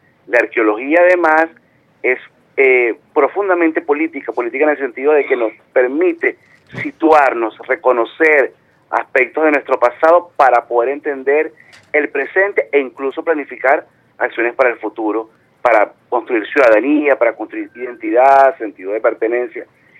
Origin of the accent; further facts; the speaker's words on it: Caracas, Capital District, Venezuela; como caraqueños, especialmente en mi caso que soy de acá de la ciudad.